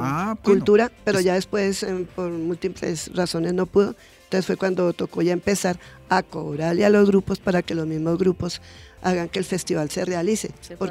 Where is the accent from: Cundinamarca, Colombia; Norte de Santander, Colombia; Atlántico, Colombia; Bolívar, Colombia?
Cundinamarca, Colombia; Soacha; casi todos los eventos fuera de Soacha los ganan y los ganamos los achunos.